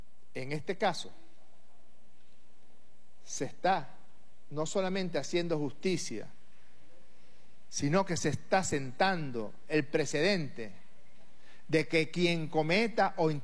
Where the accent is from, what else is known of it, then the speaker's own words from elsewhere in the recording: Venezuela; Tenemos que querellarnos como venezolanas y como venezolanos.